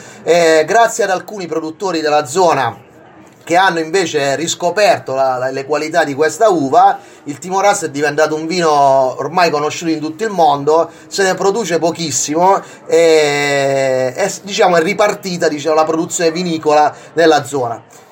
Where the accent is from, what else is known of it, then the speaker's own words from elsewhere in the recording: Foggia, Apulia, Italy; moved away; Io sono foggiano, sono già un immigrato già da 20 anni a questa parte